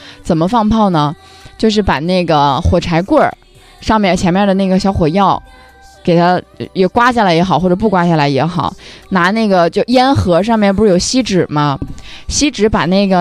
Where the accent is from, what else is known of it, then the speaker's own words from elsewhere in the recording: Baotou, Inner Mongolia, China; 不是，我家是包头的